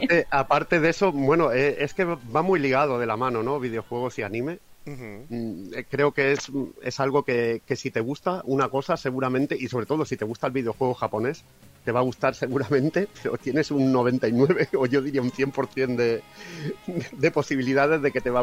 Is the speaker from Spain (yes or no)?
yes; Catalonia, Spain; hay una región de España que es de donde soy yo, que es Cataluña, que está pegando a Francia